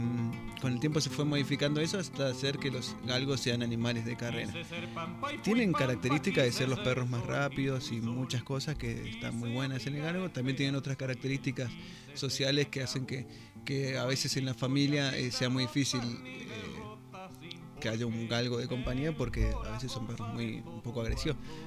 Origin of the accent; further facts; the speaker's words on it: Jesús María, Córdoba, Argentina; yo vengo de Jesús María, donde es un lugar donde se utiliza, o sea, es conocido por la doma, el folclore